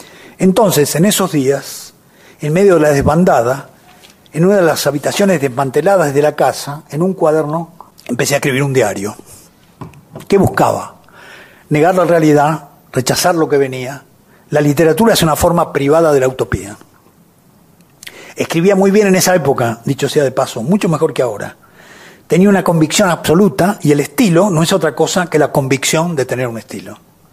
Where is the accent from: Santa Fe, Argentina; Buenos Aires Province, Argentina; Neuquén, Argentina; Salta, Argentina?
Buenos Aires Province, Argentina; Adrogué; born there; also born or lived in Mar del Plata; En marzo del 57 abandonamos medio clandestinamente a Drogué, un suburbio de Buenos Aires donde yo había nacido y donde había nacido mi madre, y nos fuimos a Mar del Plata, una ciudad que está a 400 kilómetros al sur de la provincia de Buenos Aires.